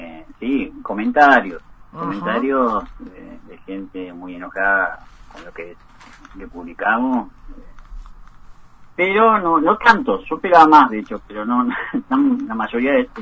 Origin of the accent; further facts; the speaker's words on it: Bariloche, Río Negro, Argentina; born there; Sí, somos todos nacidos en Bariloche.